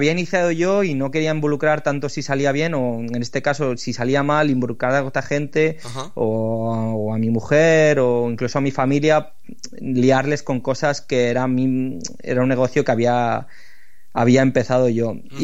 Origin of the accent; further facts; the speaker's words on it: Lleida, Catalonia, Spain; no conozco a nadie de Madrid, yo soy de Lleida